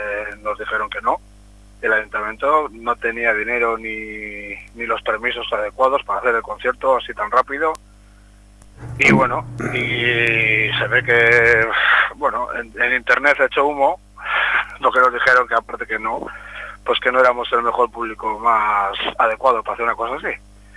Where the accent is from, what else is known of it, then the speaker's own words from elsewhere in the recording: Santurce, Basque Country, Spain; No, somos de Santurce.